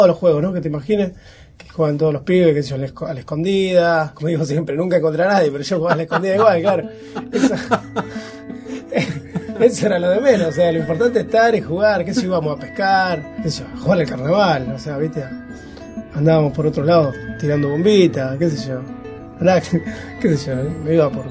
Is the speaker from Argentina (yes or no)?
yes; San Pedro, Buenos Aires Province, Argentina; Yo soy acá de San Pedro, nací en el Bajo, en las Canaletas, me crié, pasé toda mi infancia ahí, familia de origen humilde.